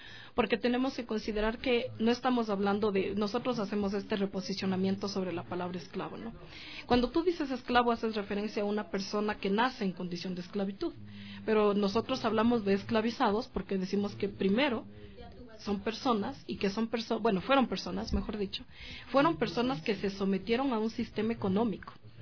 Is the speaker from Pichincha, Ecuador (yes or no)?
yes; Quito, Pichincha, Ecuador; yo nací y vivo aquí en Quito ya.